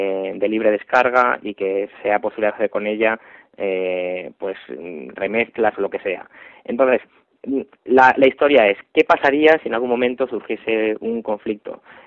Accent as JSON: {"language": "Spanish", "town": "Madrid", "region": "Community of Madrid", "country": "Spain", "said": "yo tengo otro grupo aparte de … que somos de Madrid"}